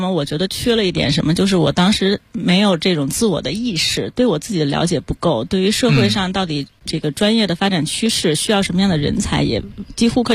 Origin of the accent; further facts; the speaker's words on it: Beijing, China; 因为我们都是在北京长大的